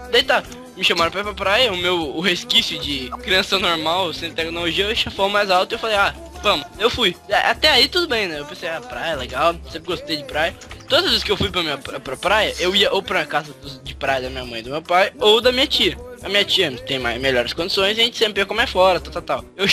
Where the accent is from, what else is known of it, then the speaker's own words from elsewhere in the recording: Minas Gerais, Brazil; Eu sou mineiro.